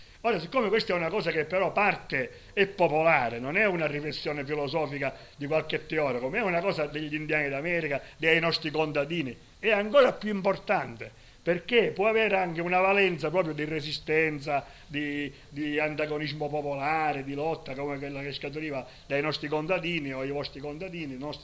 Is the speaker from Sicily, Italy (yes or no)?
yes; Sicily, Italy; perché noi siamo siciliani e l'anarchia noi la faremo in Sicilia